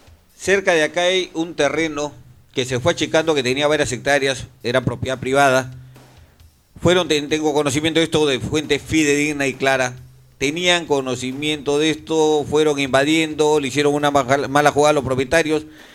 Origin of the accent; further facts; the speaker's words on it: Callao, Peru; Somos puertos, somos chalacos y estamos a la mar brava, porque somos bravos, valientes y sobre todo chalacos.